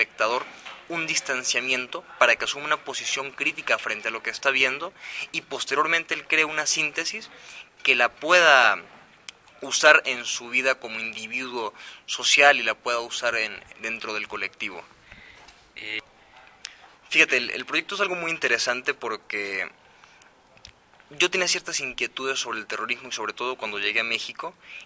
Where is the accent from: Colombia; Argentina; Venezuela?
Venezuela; nacen muy al calor del país de donde yo soy, de Venezuela